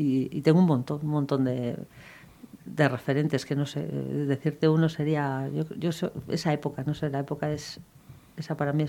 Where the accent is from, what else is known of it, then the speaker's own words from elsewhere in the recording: Barakaldo, Basque Country, Spain; also born or lived in many places; Ay, mi Baracaldo, pues ¿qué te voy a decir, mi Baracaldo? Yo soy súper defensora. Yo siempre digo que mi pueblo es lo mejor que... Donde mejor he vivido. He vivido por circunstancias en muchos sitios, pero siempre vuelvo a mi casa.